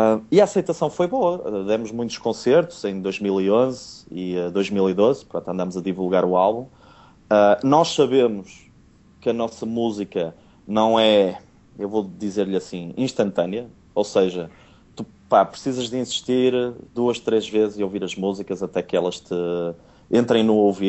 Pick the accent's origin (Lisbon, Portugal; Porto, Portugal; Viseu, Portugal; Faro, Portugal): Porto, Portugal; accent: Porto; tenho o sotaque do Porto, não é?